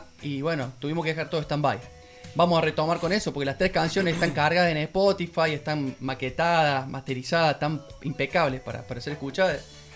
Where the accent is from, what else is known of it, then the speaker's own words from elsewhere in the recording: Saldán, Córdoba, Argentina; also born or lived in Mendiolaza; yo soy nacido y criado en Saldán, debo aclararlo, o sea, soy sierrachiquense, neto. Me fui a vivir a Mendiolaza